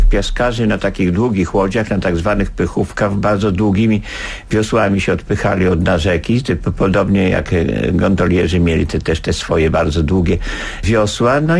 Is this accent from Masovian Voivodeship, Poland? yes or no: yes; Warsaw, Masovian Voivodeship, Poland; born there; Urodziłem się na warszawskiej Pradze 25 stycznia 1938 roku. Miałem rok, jak wybuchła wojna w 1939 roku.